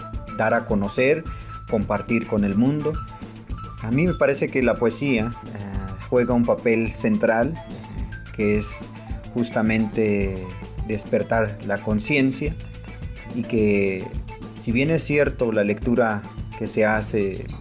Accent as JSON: {"language": "Spanish", "town": "Jocosic", "region": "Chiapas", "country": "Mexico", "tie": "born or raised there", "said": "soy originario de Jocosic, municipio de Huistán, Chiapas."}